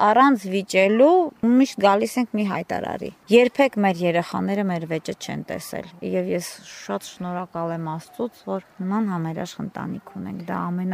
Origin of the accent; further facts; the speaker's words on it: Yerevan, Armenia; now in Kashatagh; Ծնողներս Երևանում են ապրում, ես ինքս Երևանից եմ եղել, այնտեղ եմ ապրել, հետո տեղափոխվել եմ Քաշաթաղ։